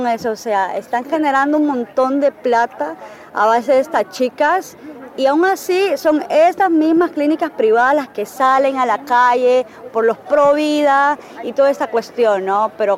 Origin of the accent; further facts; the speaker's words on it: Honduras; lo más jodido que tenemos en Honduras para trabajar justamente ese tema son las políticas